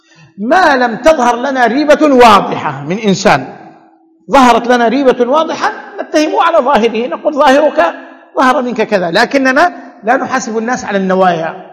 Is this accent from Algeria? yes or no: no; Saudi Arabia; لكن انت تعودت عندنا في السعوديه